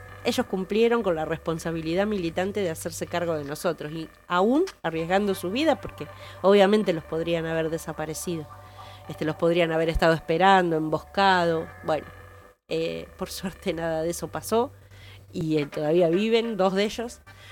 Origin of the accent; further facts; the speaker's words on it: Olavarría, Buenos Aires Province, Argentina; soy de Olavarría, estamos acá de paseo porque los chicos son parientes nuestros